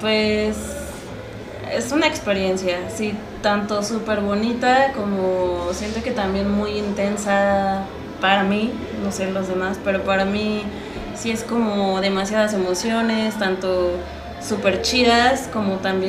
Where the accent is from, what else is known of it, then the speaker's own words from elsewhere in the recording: Tlaxcala, Mexico; yo soy de Tlaxcala y él también